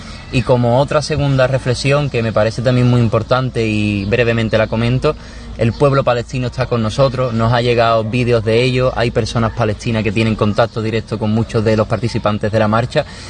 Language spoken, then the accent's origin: Spanish; Cádiz, Andalusia, Spain; En Cádiz, de donde yo soy, se dice mucho: la lucha no se negocia.